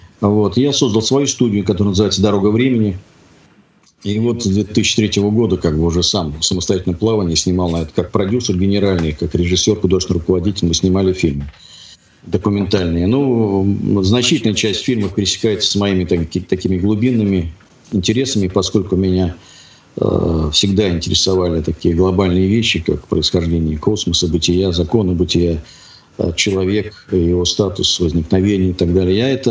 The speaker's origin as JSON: {"language": "Russian", "region": "Moscow", "country": "Russia", "tie": "born or raised there", "said": "Я сам москвич коренной."}